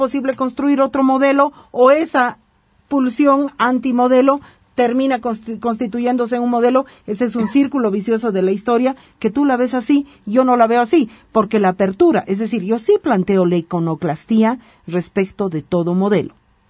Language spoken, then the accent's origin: Spanish; Bolivia; me siento como boliviana feliz, porque si bien somos un poco chauvinistas, también somos muy iconoclastas.